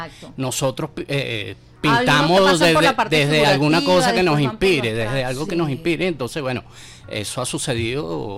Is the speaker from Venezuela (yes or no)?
yes; Caracas, Capital District, Venezuela; yo soy un caraqueño de a pie, ¿no? Y siempre me rodea mi ciudad, que es tan hermosa, la gente, los autobuses, las barriadas.